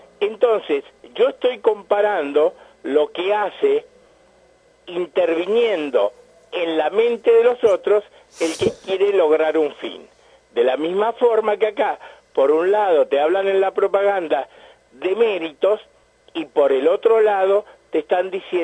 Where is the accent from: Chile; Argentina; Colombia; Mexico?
Argentina; Entonces, en todos nosotros, los argentinos, hay un sustrato mágico y racional